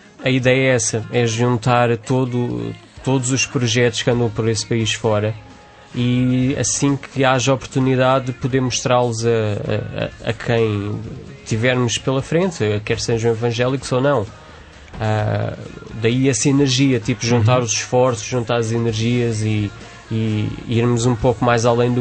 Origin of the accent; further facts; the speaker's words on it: Amadora, Lisbon, Portugal; venho da Amadora. Sim, da Amadora.